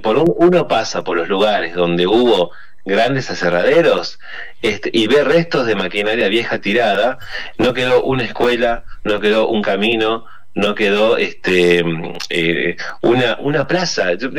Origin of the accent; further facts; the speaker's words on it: Tucumán, Argentina; yo soy originario de Tucumán, ¿no?, en el NOA